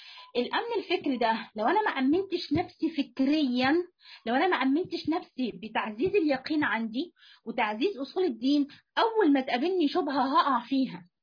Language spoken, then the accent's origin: Arabic; Egypt; سواء في وجه بحري او وجه قبلي مثلا عندنا في مصر